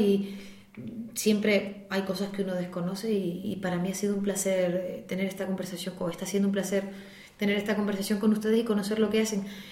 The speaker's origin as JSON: {"language": "Spanish", "town": "Madrid", "region": "Community of Madrid", "country": "Spain", "said": "Yo vengo de Madrid."}